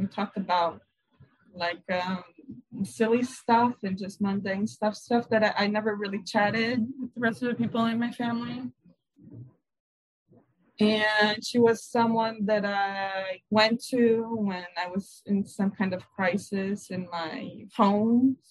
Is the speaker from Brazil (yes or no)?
yes; Brazil; But I've been happy to be Brazilian. You know, whenever you go anywhere and you say, oh, I'm from Brazil